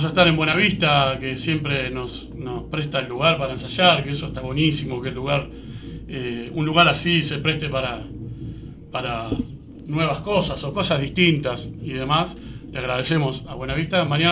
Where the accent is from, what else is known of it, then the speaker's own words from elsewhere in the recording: Ensenada, Buenos Aires Province, Argentina; La mayoría somos de Ensenada